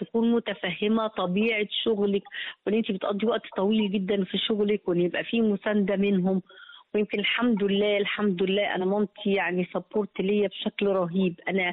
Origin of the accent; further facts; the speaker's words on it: Egypt; وطول ما انا ماشي سعيده بقى ان انا مصريه والناس كلها عارفه ان انا مصريه